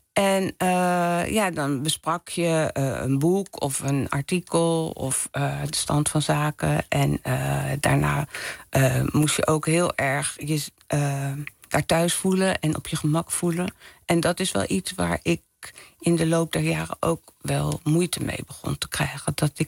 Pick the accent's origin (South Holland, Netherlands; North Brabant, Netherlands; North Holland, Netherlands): South Holland, Netherlands; Leiden; Ik ben opgegroeid in Leiden.